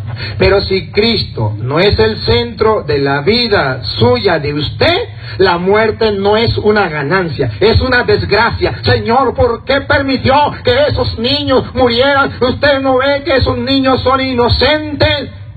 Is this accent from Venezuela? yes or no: yes; Venezuela; now in United States; Cuando yo venía para acá, para Estados Unidos, muchos en mi pueblo allá en Venezuela me decían: padre, usted va a ir a Estados Unidos.